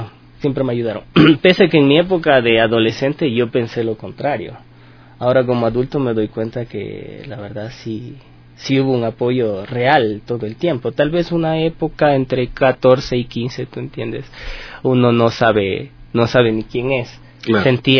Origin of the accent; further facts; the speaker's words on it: Ambato, Tungurahua, Ecuador; en Ciudad de Ambato, de donde yo vengo